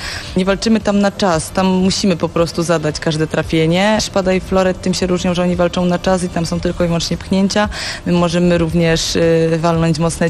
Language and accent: Polish; Silesian Voivodeship, Poland; Jestem dziewczyną z Zagłębia.